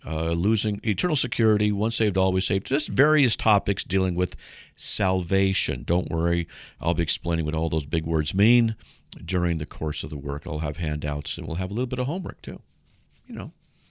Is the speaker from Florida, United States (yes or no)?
no; California, United States; I'm from Southern California and love Idaho.